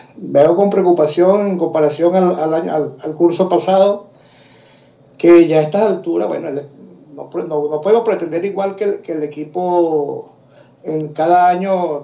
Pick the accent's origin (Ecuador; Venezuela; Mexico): Venezuela; now in Chile; Desde la región de la Patagonia chilena y cuando en realidad pues soy venezolano, pero las circunstancias me han llevado a estar por acá